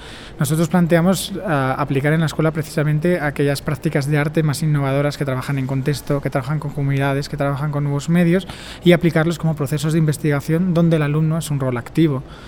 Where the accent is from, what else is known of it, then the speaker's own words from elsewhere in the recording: Spain; now in Barcelona, Spain; vengo de España, vivo en Barcelona